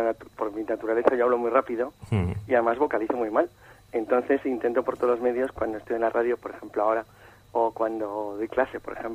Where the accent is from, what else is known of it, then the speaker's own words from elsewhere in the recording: Santander, Cantabria, Spain; moved away as an adult; now in Madrid, Spain; en marzo del año 90, que es cuando yo vengo de Santander a Madrid, me vengo a vivir a Madrid